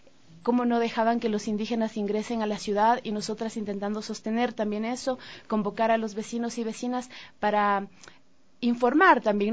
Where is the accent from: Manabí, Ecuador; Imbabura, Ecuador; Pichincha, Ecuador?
Imbabura, Ecuador; Ibarra; en Quito no solo viven quiteños, yo soy de Ibarra y la mayor, bueno, muchas personas que estábamos dentro de la Floresta éramos de otras provincias también